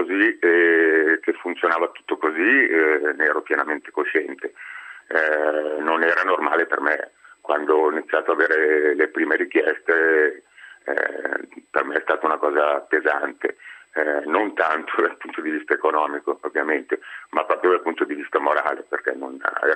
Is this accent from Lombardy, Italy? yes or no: yes; Lombardy, Italy; io da buon brianzolo mi sono rimboccato le maniche e ho spostato la mia attività sulle aziende private